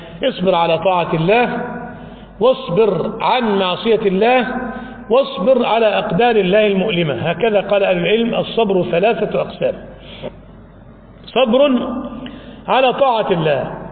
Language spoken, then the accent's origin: Arabic; Egypt; ذهب إلى الإسكندرية عندنا في مصر